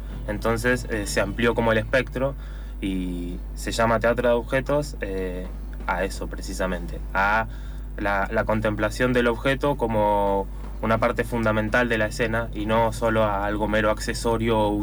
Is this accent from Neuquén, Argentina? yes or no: yes; Neuquén, Argentina; now in San Martín, Argentina; dos de los integrantes somos de Neuquén y el otro integrante es de Perú.